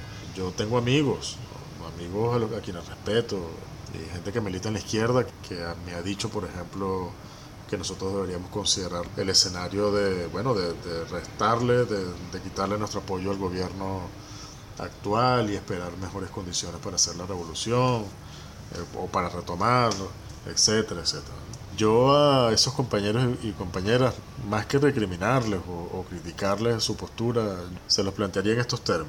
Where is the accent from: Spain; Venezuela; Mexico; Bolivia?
Venezuela; no sean tan ingenuos como para creer que un pueblo como el venezolano, que ha dado todas las luchas que ha dado, sin pretendernos ser algo más de lo que somos